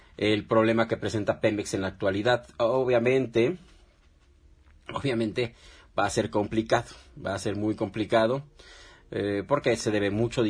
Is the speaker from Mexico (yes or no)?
yes; Mexico; el verdadero problema que estamos atravesando económicamente en la actualidad como mexicanos.